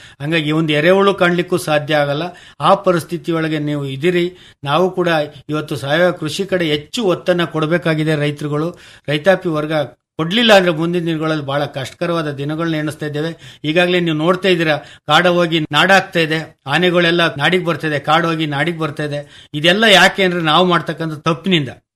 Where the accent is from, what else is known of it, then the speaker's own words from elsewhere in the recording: Ulval, Karnataka, India; ನಾವು ಮೂಲತಃ ಅರ್ಕಲಗೋಡು ತಾಲೂಕು ಉಲ್ವಾಲ್ ಗ್ರಾಮದಲ್ಲಿ ನಾವು ಮುಳುಗಡೆ ನಿವಾಸಿಗಳು.